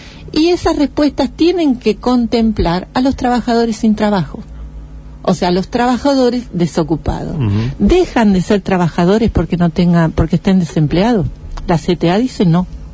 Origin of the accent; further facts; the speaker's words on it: Argentina; tampoco somos originales los argentinos